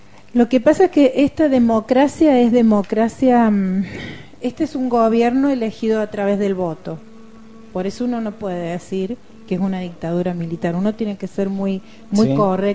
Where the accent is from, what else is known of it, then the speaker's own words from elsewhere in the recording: Córdoba, Argentina; Yo soy cordobesa, nací en Córdoba. Córdoba está dentro de un país que se llama Argentina, y Argentina está dentro de un continente que se llama América Latina. Yo me siento latinoamericana.